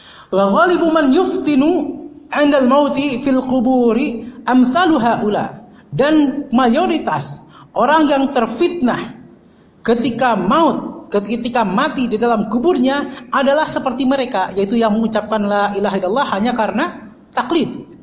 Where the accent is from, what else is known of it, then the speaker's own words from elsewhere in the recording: West Java, Indonesia; Ya, saya malu sebagai orang Sunda, karena saya juga orang Melayu juga sebenarnya.